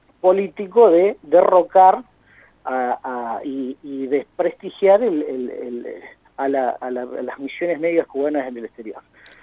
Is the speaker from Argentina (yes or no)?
yes; Argentina; Como sociedad, como pueblo argentino, creo que hemos demostrado solidaridad y responsabilidad.